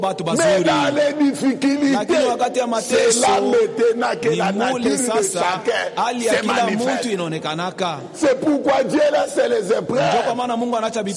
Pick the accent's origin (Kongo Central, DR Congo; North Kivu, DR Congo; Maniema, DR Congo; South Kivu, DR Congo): Kongo Central, DR Congo; Chez nous, au Congo central